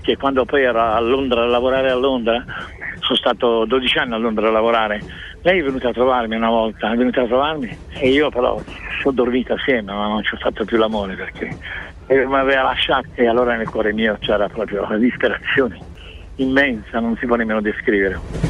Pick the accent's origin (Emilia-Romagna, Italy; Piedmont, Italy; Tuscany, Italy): Tuscany, Italy; Sì, io sono toscano.